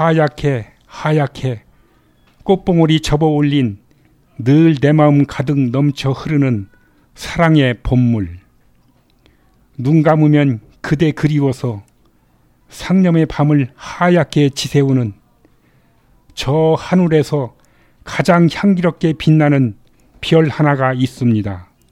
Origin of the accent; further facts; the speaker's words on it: South Chungcheong, South Korea; 저의 고향은 충청도 산골마을인데 낮엔 용봉산 밑에서 진달래를 따먹고 친구들과 방죽에서 멱을 감고 놀았으며